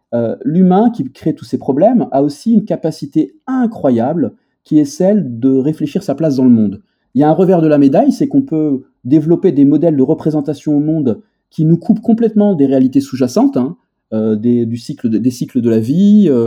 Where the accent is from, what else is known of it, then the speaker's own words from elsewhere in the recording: Algiers Province, Algeria; y compris là où j'ai grandi, maintenant, c'est une ville, alors que c'était la campagne avec des forêts, avec des animaux sauvages qui venaient nous visiter, et maintenant, c'est la banlieue d'Alger.